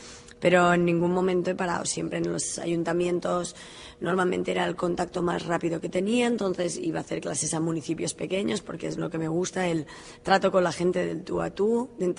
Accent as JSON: {"language": "Spanish", "town": "Girona", "region": "Catalonia", "country": "Spain", "said": "De Girona."}